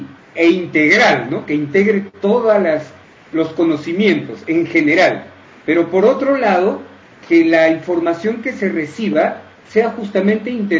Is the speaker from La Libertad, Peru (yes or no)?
no; Cusco, Peru; born there; Facebook que es … ¿no? Yo nací en el Cusco, o sea, más al sur, y … es una familia que solamente es de ahí, y … porque leían muchos libros rusos, muchas novelas.